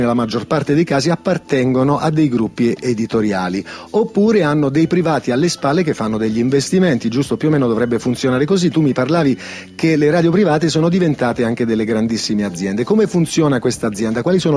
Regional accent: Foggia, Apulia, Italy; io che provengo da Foggia mi sentivo un po' piccolo

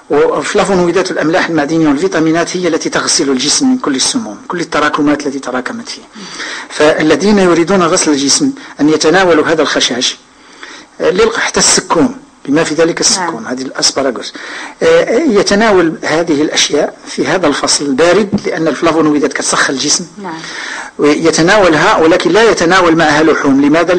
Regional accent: Morocco; كانوا النساء عندنا في المغرب كيفوروا كيعملوا كسكس على هذا الربيع

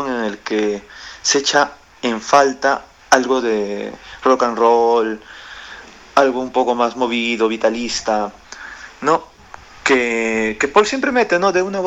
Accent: Peru

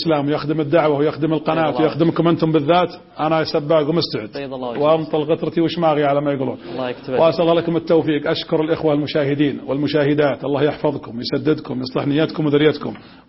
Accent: Saudi Arabia; بلدنا المملكة العربية السعودية،

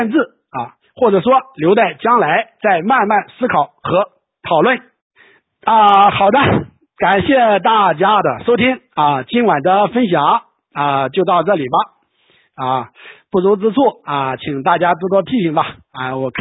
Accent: China; 也是我们中国人所要面对的这个重大的历史课题啊

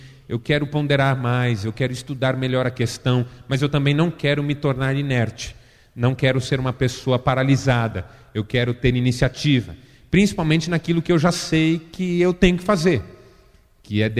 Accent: São Paulo, Brazil; Como eu fui criado em São Paulo, eu passei a minha infância, adolescência e juventude frequentando aquele shopping.

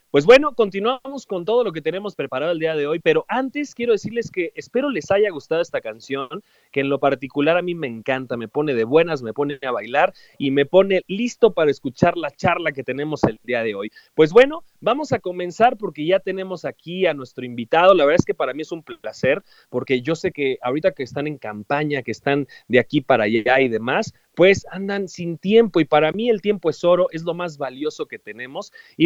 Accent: Xochimilco, Mexico City, Mexico; mis papás viven en Xochimilco. Yo, pues prácticamente toda mi infancia, parte de mi adolescencia, estuve en Xochimilco

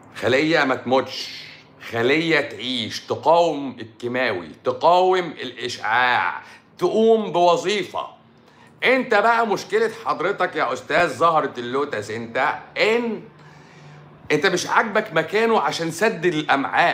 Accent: Syria

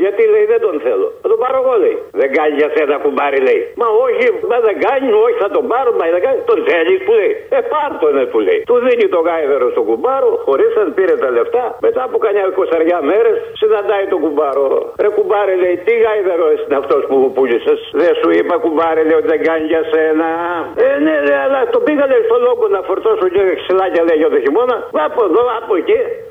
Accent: Kallithea, Attica, Greece; είμαι από την Καλλιθέα, ρε.

